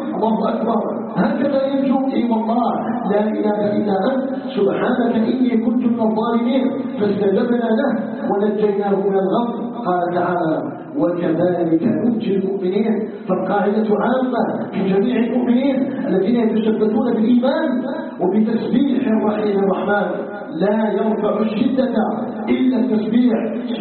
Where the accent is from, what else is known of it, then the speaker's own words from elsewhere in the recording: Algeria; عموما وفي بلدنا الجزائر بصفة خاصة